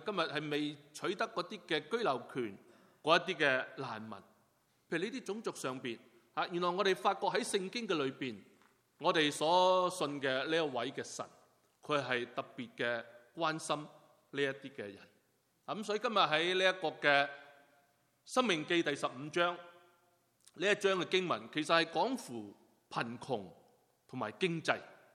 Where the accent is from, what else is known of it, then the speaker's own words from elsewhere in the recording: China; 一讲钱呢，我们中国人呢特别醒神。